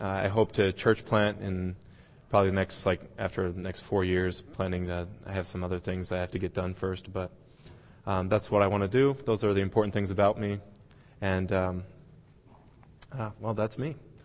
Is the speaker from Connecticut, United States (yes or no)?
yes; Hartford, Connecticut, United States; born there; I was born in New England, which is the northeastern section of the United States. I was born in Hartford, Connecticut.